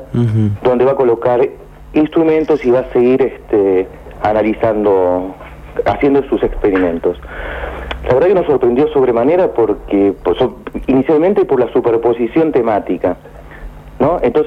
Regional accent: Argentina; Yo lo digo como investigador argentino

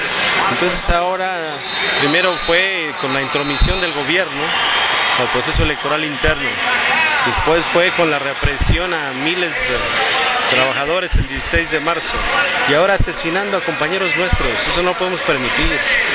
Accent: Mexico; contraconocimiento que están implementando en México para despojarnos hasta de nuestra identidad como mexicanos

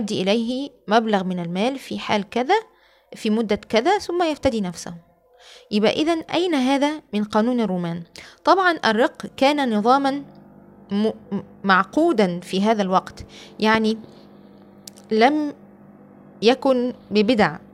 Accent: Alexandria, Alexandria Governorate, Egypt; مسارح رومانية عندنا في الإسكندرية

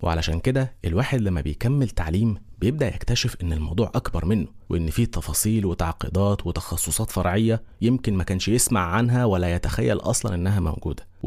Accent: Egypt; وطبعا احنا مصريين لو قلنا ما نعرفش نتحرق.

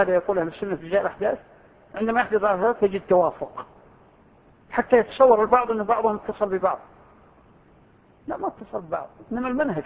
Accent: Saudi Arabia

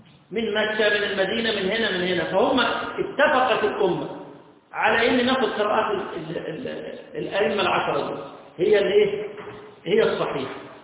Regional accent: Egypt; إحنا كمصريين قراءة اللي هي قراءة

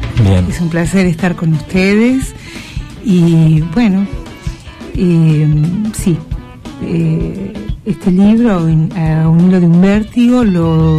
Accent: Argentina; now in Brazil; Yo soy argentina, nacionalizada brasilera. Estoy aquí, en San Isidro, y hace 23 años que vivo en el Brasil. Soy psicoanalista.

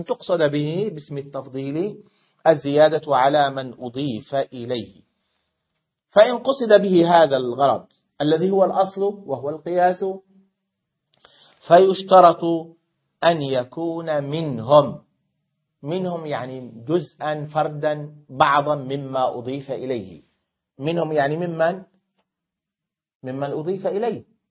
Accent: Syria; فالحمصيون كسوري أقول

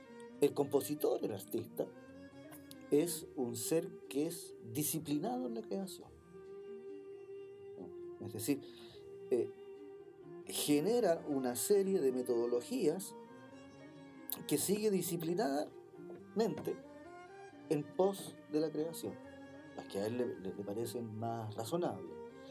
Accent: Chile; O sea, por ejemplo, en mi edificio, yo creo que la mitad somos chilenos, la otra mitad somos inmigrantes.

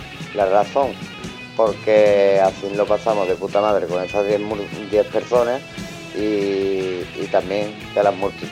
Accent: El Puerto de Santa María, Andalusia, Spain; somos de Cádiz, de Andalucía, del puerto de Santa María.

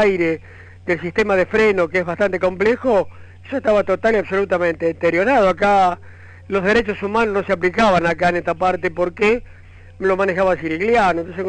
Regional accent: Córdoba, Argentina; como yo soy de Córdoba

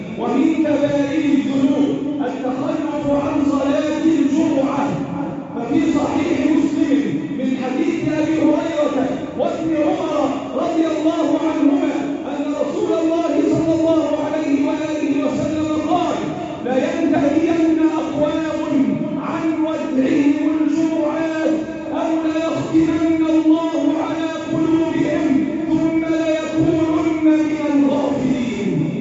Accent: Egypt; اللهم احفظ بلدنا مصر وسائر بلاد

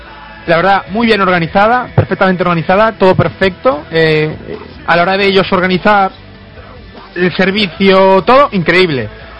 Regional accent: Galicia, Spain; son un clan vasco, nosotros somos gallegos

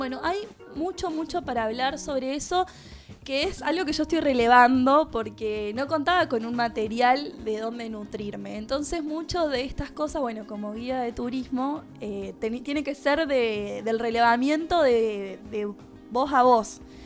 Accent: Capilla del Monte, Córdoba, Argentina; cómo valoré el lugar de donde vengo y donde soy, porque es bastante particular Capilla del Monte por un montón de cuestiones, por su gente, por la naturaleza, por el lugar

